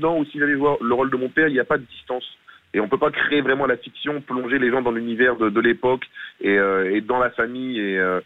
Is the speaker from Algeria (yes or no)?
no; Le Nouvion-en-Thiérache, Hauts-de-France, France; born there; Alors moi, je suis né à Lenouvian-en-Thiérache, à 14 km de Marly-Gaumont